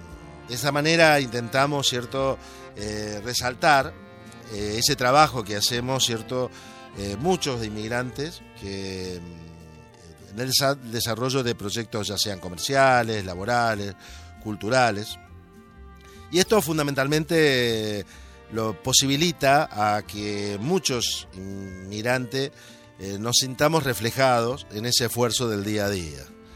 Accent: Argentina; como somos los argentinos

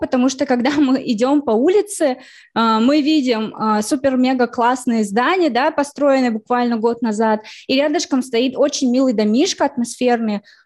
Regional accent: Ufa, Bashkortostan, Russia; мой родной город, вот Уфа, да, я считаю его родным городом, малой родиной

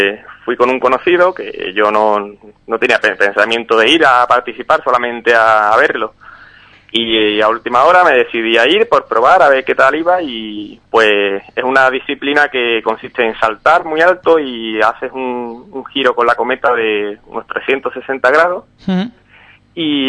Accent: Ubrique, Andalusia, Spain; Me crié en Ubrique, vamos, he estado hasta los 18 años viviendo en Ubrique, y ya después pues he estado viviendo más que nada pegado a la costa

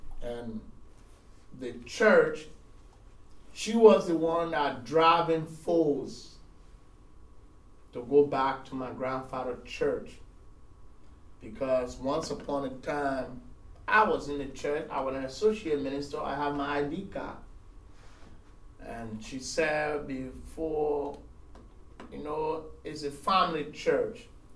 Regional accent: Nigeria; So when I came from Nigeria with a zeal and an energy, so we started a prayer

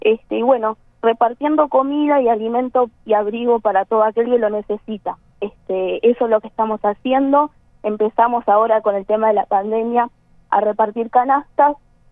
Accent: Maldonado, Uruguay; Mira, sí, somos todos de Maldonado

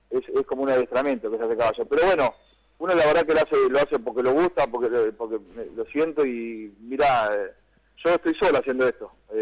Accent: Cañuelas, Buenos Aires Province, Argentina; A mí tocó representar, bueno, a mi pueblo Cañuela

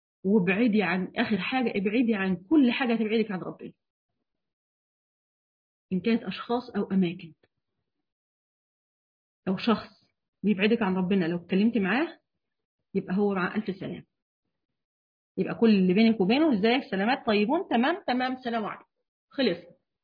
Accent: Egypt; دي الفجر عندنا في مصر بيدنا على 5:15

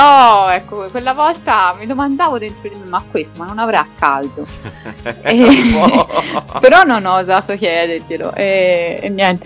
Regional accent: Florence, Tuscany, Italy; da buona fiorentina preferisco il mio mezzo privato

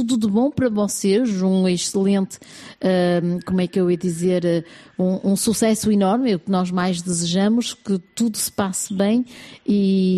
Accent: Norte, Portugal; Sou do Norte, eu também, e de certeza que vocês também.

